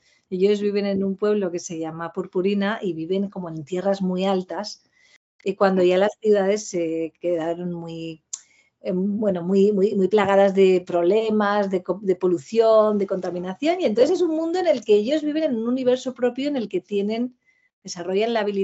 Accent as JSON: {"language": "Spanish", "town": "Pamplona", "region": "Navarre", "country": "Spain", "lives_now": "Madrid, Spain", "said": "yo soy de Pamplona, soy de Navarra, cuando actualmente resido en Madrid."}